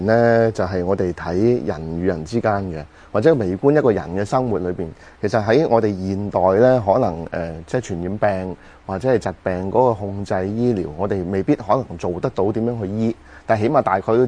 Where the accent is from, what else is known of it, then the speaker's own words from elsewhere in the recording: China; 我哋中國人有一句説法就係人生七十古來稀